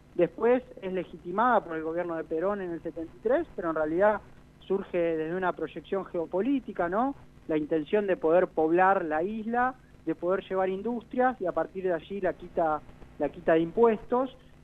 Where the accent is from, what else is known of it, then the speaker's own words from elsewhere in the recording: Humboldt, Santa Fe, Argentina; born there; Yo tengo 27 años y nací en Humboldt, un pequeño pueblito de la provincia de Santa Fe. Luego me fui a estudiar y actualmente estoy viviendo en Rosario.